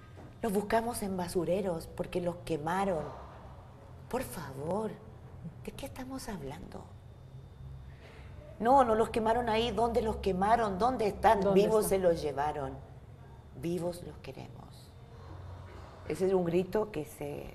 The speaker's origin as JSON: {"language": "Spanish", "country": "Mexico", "said": "empezamos a asumir en México... Y digo empezamos porque es mi barrio, mi tierra, mi región"}